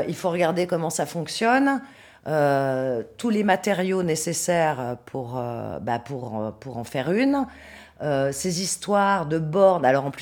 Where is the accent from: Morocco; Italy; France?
France; moved away; Oui, je suis française, mais ça fait très longtemps que je suis ici, mais je suis française